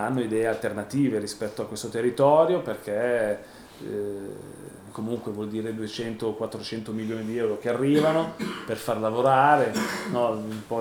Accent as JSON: {"language": "Italian", "region": "Southern Italy", "country": "Italy", "said": "Cioè lo so io che sono terrone, no?"}